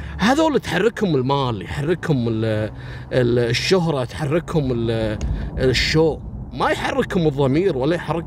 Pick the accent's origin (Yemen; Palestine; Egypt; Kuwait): Kuwait; احنا ككويتيين